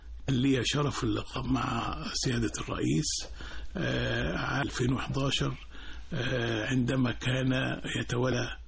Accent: Akhmim, Sohag Governorate, Egypt; لي الشرف الانتماء لهذه الأرض الطيبة من مدينة ومركز أخميم محافظة السوهاج في صعيد مصر

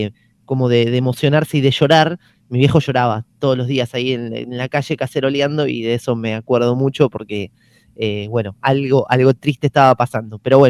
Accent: Buenos Aires, Argentina; yo soy del barrio de Mataderos

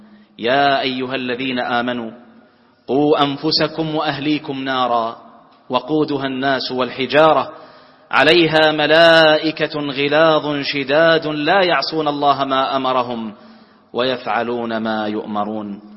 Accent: Bahrain; واجعل بلدنا البحرين آمنة مطمئنة

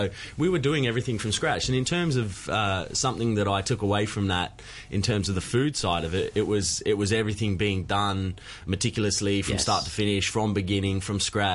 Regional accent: Victoria, Australia; No, I'm actually from country Victoria. I grew up just near Melbourne, like close to Melbourne, an hour from Melbourne.

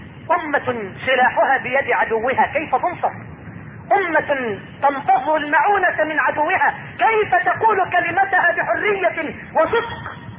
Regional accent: Egypt; اللهم اني اسألك ان تجعل بلدنا مصر واحة للامن والامان

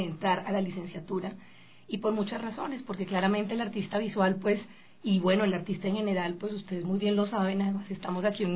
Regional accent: Colombia; yo vengo de Colombia, yo recuerdo que yo me gradué con 5 personas.

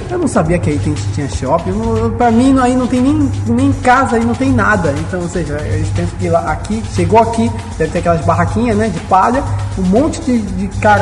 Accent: Amazonas, Brazil; Aí eu cheguei lá e disse, sou do Amazonas.

